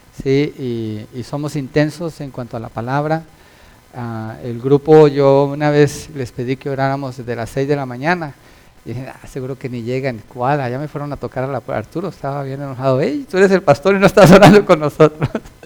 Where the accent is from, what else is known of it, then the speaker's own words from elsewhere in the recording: Colombia; moved away; also born or lived in Milpitas, United States; Yo viví en Milpitas cuando llegué de Colombia, hace, en el año del caldo. Oh, de veras, en el 90 viví en Milpitas. Era chiquito, solo